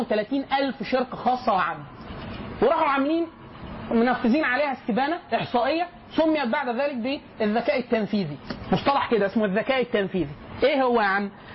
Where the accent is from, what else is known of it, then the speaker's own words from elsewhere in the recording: Egypt; هل ده بيحصل عندنا بس احنا كمصريين